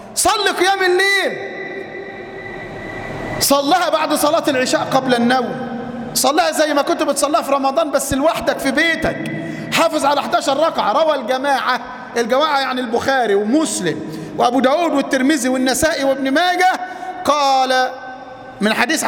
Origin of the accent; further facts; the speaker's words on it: Mansoura, Dakahlia, Egypt; قصة لامرأة عندنا في المنصورة